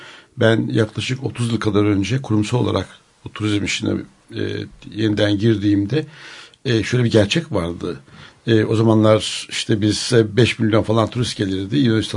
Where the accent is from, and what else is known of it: Denmark